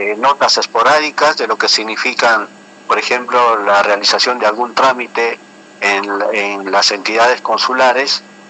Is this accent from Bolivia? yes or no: yes; Bolivia; transmitir nuestra cultura en realidad, porque nosotros también somos bolivianos